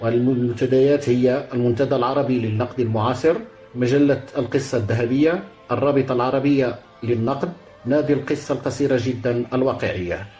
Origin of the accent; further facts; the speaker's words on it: Sefrou, Fès-Meknès, Morocco; born there; now in Ben Ahmed, Morocco; أديب ناقد ومبدع مغربي من مواليد مدينة صفرو ولاية فاس، يقطن الآن بمدينة ابن أحمد جهة الدار البيضاء